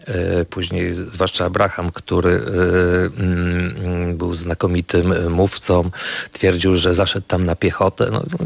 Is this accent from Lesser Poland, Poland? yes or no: no; Gdańsk, Pomeranian Voivodeship, Poland; also born or lived in Gniezno; tu do Gdańska z Wielkopolski. Urodziłem się w Gnieźnie, natomiast no, całe życie spędziłem w Gdańsku.